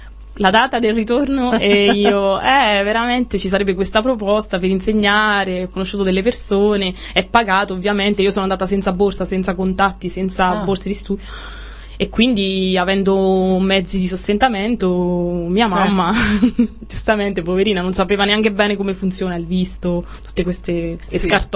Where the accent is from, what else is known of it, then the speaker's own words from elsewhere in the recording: Marche, Italy; now in Brussels, Belgium; Io sono marchigiana, vengo dalla provincia di Ascoli Piceno.